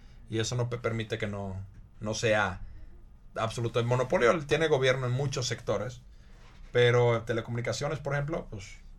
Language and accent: Spanish; Finland; Spanish is a second language; Y yo creo que en mi país, en Finlandia, en nuestro país, la situación podría estar mucho peor.